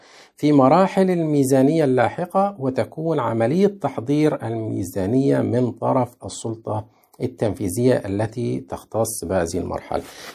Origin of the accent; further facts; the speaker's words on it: Egypt; طيب احنا عندنا في مصر ايه اللي بيتم؟